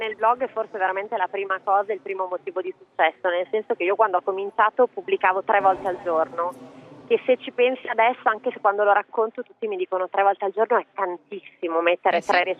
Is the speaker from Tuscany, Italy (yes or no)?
no; Campania, Italy; born there; sono nata in Campania con un padre pugliese e una mamma bolognese. Quindi ho avuto questo mix di regioni